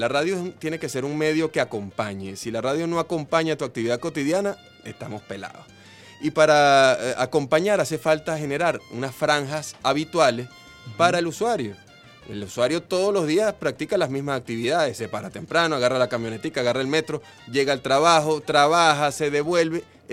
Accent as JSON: {"language": "Spanish", "town": "Caracas", "region": "Capital District", "country": "Venezuela", "said": "como somos nosotros los caraqueños"}